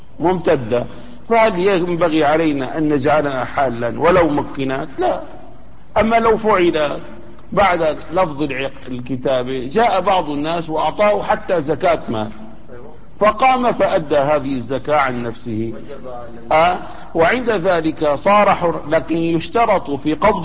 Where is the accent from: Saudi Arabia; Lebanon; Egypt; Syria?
Syria; Damascus, Damascus Governorate; مثلا عندنا في دمشق الآن موجود هذا البلوك الإسمنتي أو الفخاري